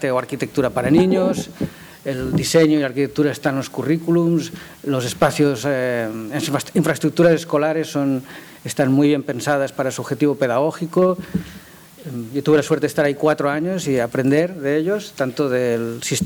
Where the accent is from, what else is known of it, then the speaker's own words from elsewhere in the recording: Spain; Como saben, yo soy de España